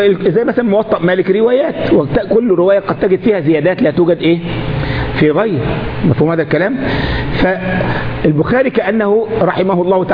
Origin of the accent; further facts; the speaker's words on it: Egypt; احنا عندنا في مصر منطقة اسمها الوراق في جزيرة في قلب النيل اسمها الوراق